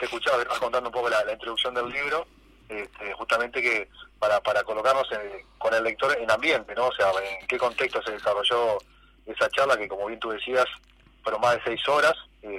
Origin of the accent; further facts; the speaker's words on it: Uruguay; como bien uruguayo, terminamos, estamos brillando arriba de la mesa y cantando